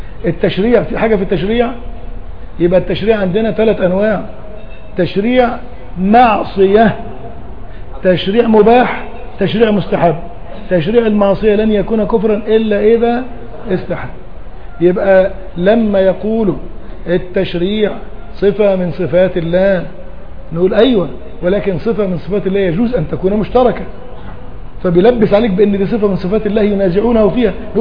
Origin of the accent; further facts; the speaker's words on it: Egypt; ما انا قلت لك احنا كمصريين